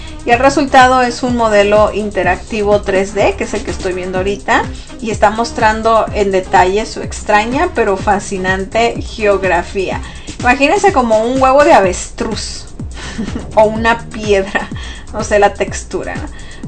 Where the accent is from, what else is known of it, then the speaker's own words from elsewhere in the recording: Mexico; Pero la mayoría de los que somos mexicanos, es cierto, nos gusta celebrar el Día de Muertos